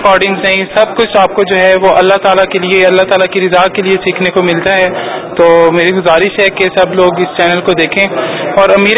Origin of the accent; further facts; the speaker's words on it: Multan, Punjab, Pakistan; اور میں ملتان سے ہوں